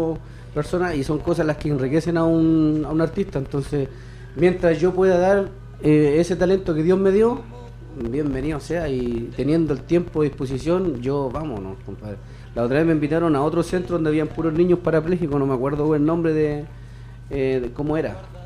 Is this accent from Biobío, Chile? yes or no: no; La Florida, Santiago Metropolitan Region, Chile; Yo soy de la Florida y en la Florida yo nunca he estado en nada.